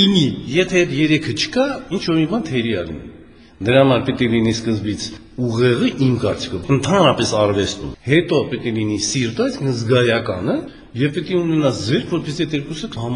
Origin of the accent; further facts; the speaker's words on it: Nagorno-Karabakh, Azerbaijan; ես ծագումով Ղարաբաղցի եմ